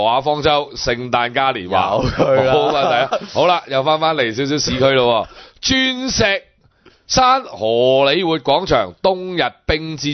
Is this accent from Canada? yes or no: no; Hong Kong; 你作為一個香港人咧，喺內地睇到啲咁嘅標題咧，